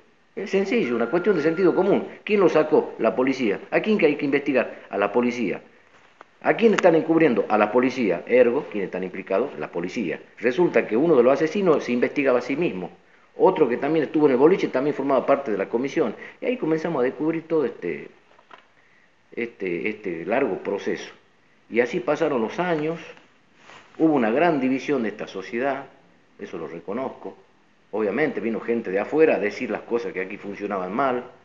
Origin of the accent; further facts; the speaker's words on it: Tartagal, Salta, Argentina; venimos nosotros de Tartagal.